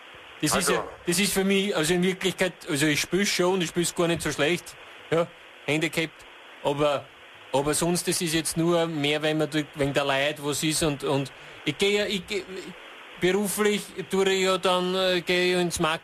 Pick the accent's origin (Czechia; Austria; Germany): Austria; Waldzell, Upper Austria; also born or lived in Ried im Innkreis; Aufgewachsen in Waldzell. Selbstverständlich.